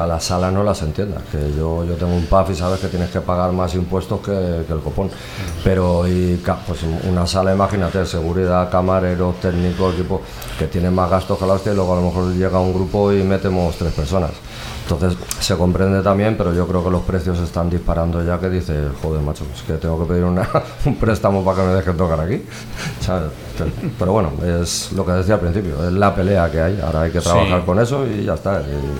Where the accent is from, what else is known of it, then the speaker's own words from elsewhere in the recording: Valencia, Valencian Community, Spain; Yo soy de Benicalap